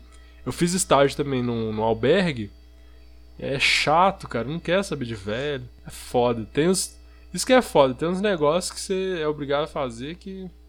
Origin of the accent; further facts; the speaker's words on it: São João, Brazil; Eu falei, sou daqui de São João.